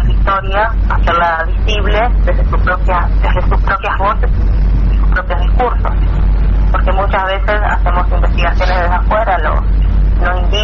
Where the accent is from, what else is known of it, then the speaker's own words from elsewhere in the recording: Argentina; de nuestro propio pensamiento nacional como argentinos